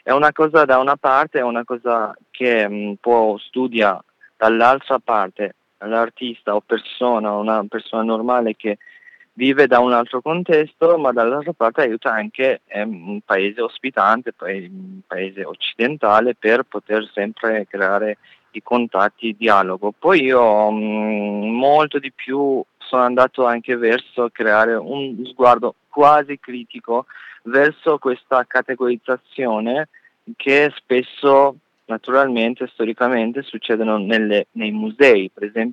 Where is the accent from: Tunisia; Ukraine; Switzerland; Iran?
Iran; Italian is a second language; io da iraniano, mentre sono stato invitato come un artista iraniano